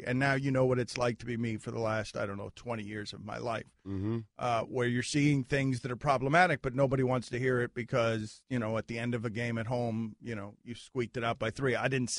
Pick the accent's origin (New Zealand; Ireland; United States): Ireland; I'm an Irishman.